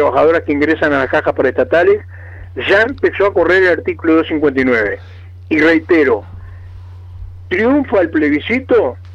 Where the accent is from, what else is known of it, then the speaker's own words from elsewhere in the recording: Uruguay; Somos todos los uruguayos y uruguayas.